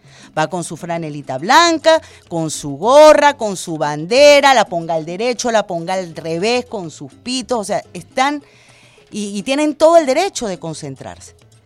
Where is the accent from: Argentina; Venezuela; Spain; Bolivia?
Venezuela; voy a hablar como ciudadana venezolana.